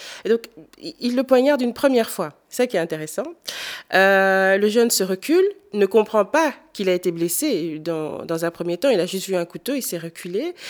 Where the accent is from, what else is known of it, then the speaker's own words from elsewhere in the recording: DR Congo; quand j'étais petite au Congo, mes parents, donc mon beau-père est blanc, m'a inscrit dans une école belge au Congo.